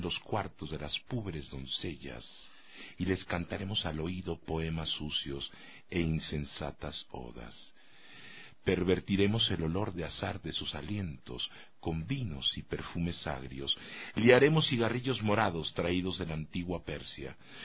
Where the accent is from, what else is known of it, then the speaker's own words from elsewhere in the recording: Mexico; born there; Y yo, en ese sentido, tengo un gran bagaje, nací en México. Si te contara el linaje, si eso existiera, la estirpe de la cual yo vengo, 30% de mi sangre es indígena, 33% es africana, y el resto es una mezcla que va